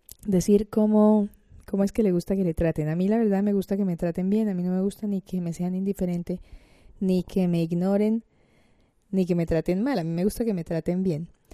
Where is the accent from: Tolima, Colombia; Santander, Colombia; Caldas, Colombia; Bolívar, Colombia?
Bolívar, Colombia; Cartagena; now in Granada, Spain; cartagenera de Indias en Granada, España.